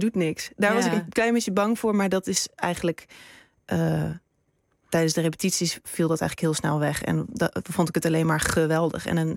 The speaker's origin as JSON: {"language": "Dutch", "town": "Amsterdam", "region": "North Holland", "country": "Netherlands", "tie": "born or raised there", "said": "ik ben opgegroeid in Amsterdam."}